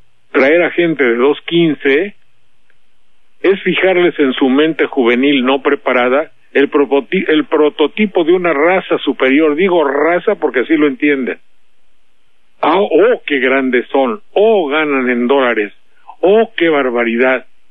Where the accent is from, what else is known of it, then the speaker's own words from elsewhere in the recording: Veracruz, Mexico; yo le expliqué un poco que soy tan veracruzano como cualquiera